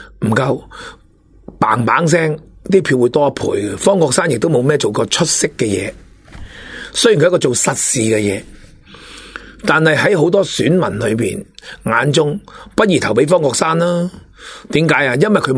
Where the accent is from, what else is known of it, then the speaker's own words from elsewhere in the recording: Hong Kong; 我哋香港人已经跟咗大陆噶啦